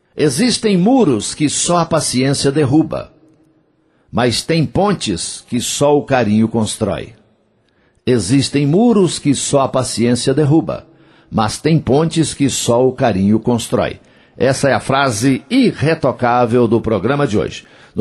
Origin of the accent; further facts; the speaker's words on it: Coromandel, Minas Gerais, Brazil; Eu vou a Coromandel, lá na minha terra